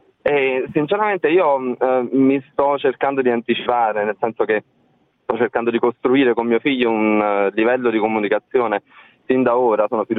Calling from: Salerno, Campania, Italy; da Salerno, anche io come l'ascoltatrice precedente sono in macchina, non posso fermarmi.

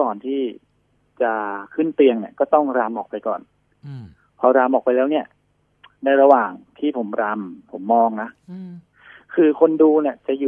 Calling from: Bangkok, Thailand; ตลาดพลูครับ

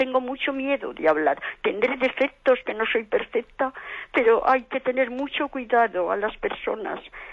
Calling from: Zaragoza, Aragon, Spain; Mire, soy de Zaragoza

